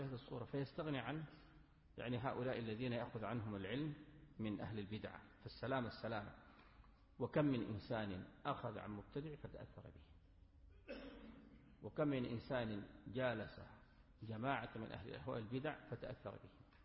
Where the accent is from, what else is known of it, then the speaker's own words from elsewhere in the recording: Sudan; ممن يرد على المبتدع عندنا في السودان معروف